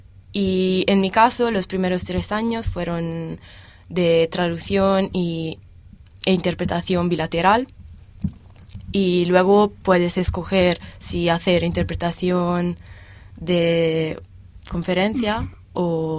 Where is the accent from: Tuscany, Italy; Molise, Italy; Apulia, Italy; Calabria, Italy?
Tuscany, Italy; Cortona; Spanish is a second language; Vengo de Italia, vivo en Toscana, en un pueblo que se llama Cortona, en provincia de Arezzo.